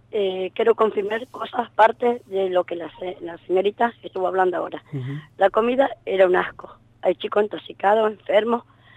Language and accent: Spanish; Misiones, Argentina; moved away; 2 años que vine de Misiones. Me hice los papeles, cambio de domicilio.